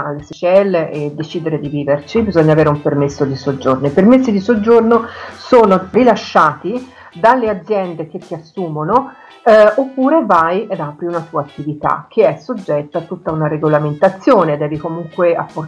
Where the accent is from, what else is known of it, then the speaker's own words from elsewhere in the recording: Grosseto, Tuscany, Italy; accent: Tuscan; Grosseto, io sono di Grosseto.